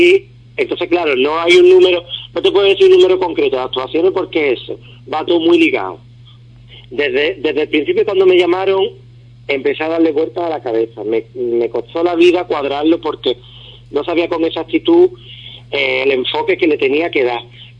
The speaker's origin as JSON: {"language": "Spanish", "town": "Ubrique", "region": "Andalusia", "country": "Spain", "tie": "born or raised there", "moved": "yes", "said": "lo que voy a hacer es un pregón para mi pueblo. Vivencias que yo he tenido de pequeño. El hecho de estar fuera"}